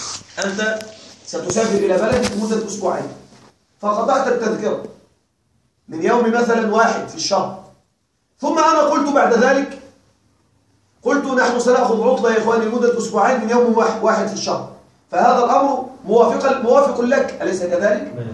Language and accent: Arabic; Egypt; عندنا في مصر أكلة مشهورة جدا تسمى الكوارع